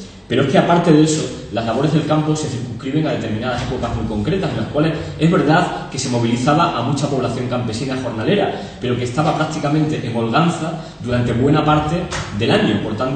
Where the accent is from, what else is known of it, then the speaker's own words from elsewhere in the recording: Extremadura, Spain; En Extremadura, todos los que somos extremeños